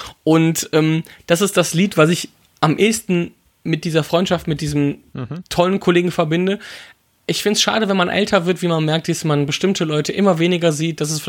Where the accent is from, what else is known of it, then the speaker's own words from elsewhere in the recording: Wipperfürth, North Rhine-Westphalia, Germany; für meine Heimatstadt Wipperfürth, wo ich herkomme ursprünglich